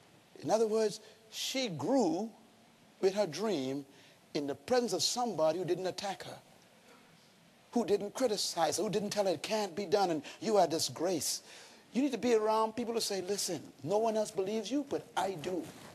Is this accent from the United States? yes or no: no; Bains Town, Bahamas; Growing up in Baines Town, the worst thing that could happen to anyone was to have their daughter pregnant.